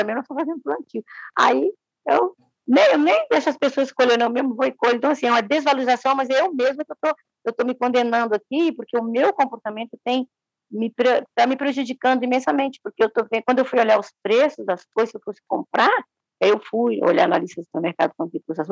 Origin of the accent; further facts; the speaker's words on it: Minas Gerais, Brazil; Eu sou mineira ainda por cima